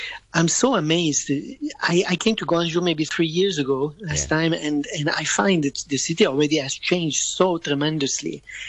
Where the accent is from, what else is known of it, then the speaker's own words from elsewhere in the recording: Hong Kong; I'm from Hong Kong.